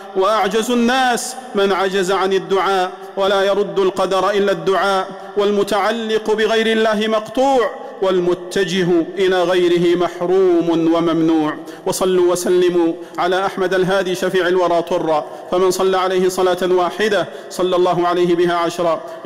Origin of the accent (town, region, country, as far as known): Saudi Arabia